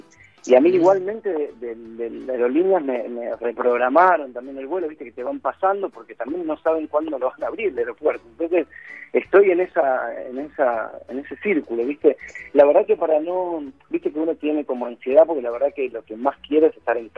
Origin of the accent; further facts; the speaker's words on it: Argentina; moved away; imagínate que nosotros somos de Argentina, ¿viste?